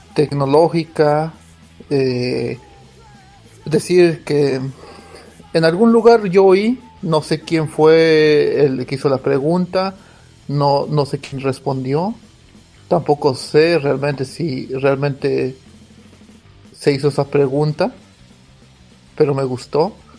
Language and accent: Spanish; Mexico City, Mexico; now in Stockholm, Sweden; de Estocolmo. Bueno, vivo en Estocolmo, soy de México, soy del DF y nunca voy a dejar de ser el mexicano.